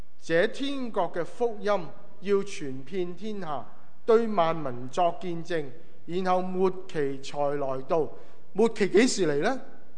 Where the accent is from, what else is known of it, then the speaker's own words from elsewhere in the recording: Hong Kong; moved away as an adult; also born or lived in Hawaii, United States; 对我来说，我香港出生长大，下一站我去了哪呢？夏威夷